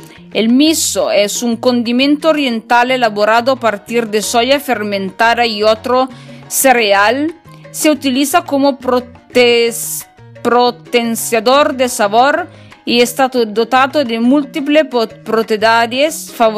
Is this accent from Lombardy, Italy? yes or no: no; Piedmont, Italy; Spanish is a second language; yo vengo de Italia, el norte de Italia, en la región del Piemonte